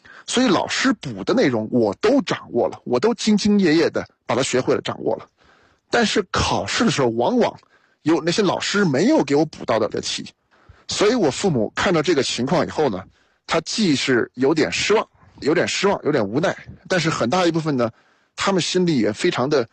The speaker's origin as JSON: {"language": "Chinese", "region": "Shanghai", "country": "China", "tie": "born or raised there", "also_born_or_lived": "Chengdu", "said": "先开始是在上海，我父亲是北京人，母亲是东北人，但是我是在成都出生，一岁的时候呢又去了上海，在上海待了整整9年，所以把幼儿园小学基本上都在上海读了，然后转学到成都。"}